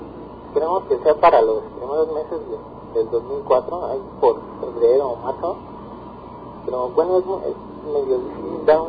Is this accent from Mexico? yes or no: yes; Mexico; Somos dos mexicanos